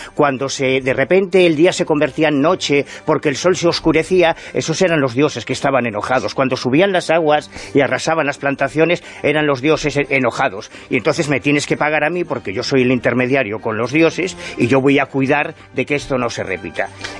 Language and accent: Spanish; Galicia, Spain; Yo soy gallego, estoy harto de ver petroglifos en Galicia